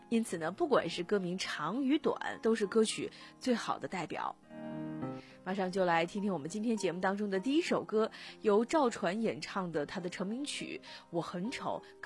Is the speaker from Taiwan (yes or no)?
no; China; 其实呢，我们中国人非常崇尚言简意赅。